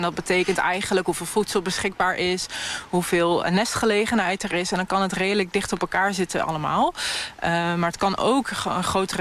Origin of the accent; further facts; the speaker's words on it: Gelderland, Netherlands; Ik heb ook wel eens gehad dat ik ben opgegroeid in Gelderland en dat ik in Noord-Holland de koolmezen compleet anders vond zingen.